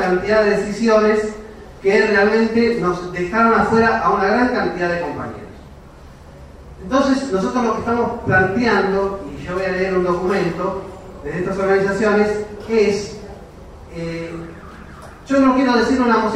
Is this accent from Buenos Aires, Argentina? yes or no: yes; Buenos Aires, Argentina; vecino del barrio, soy de Buenos Aires para todos.